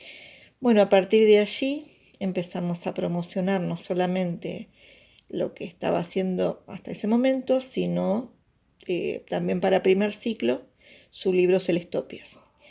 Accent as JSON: {"language": "Spanish", "town": "La Plata", "region": "Buenos Aires Province", "country": "Argentina", "tie": "born there", "said": "soy escritora, nací en La Plata"}